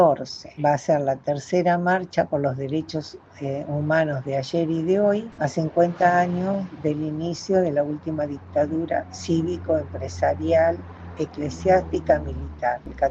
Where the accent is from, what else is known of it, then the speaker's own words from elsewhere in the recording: Argentina; No nos merecemos como argentinos todo lo que nos está pasando